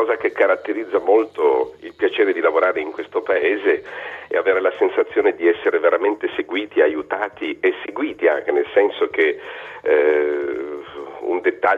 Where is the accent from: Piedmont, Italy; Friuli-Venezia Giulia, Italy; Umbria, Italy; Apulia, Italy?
Piedmont, Italy; Turin; now in France; come lei sono italiano e in più vengo da Torino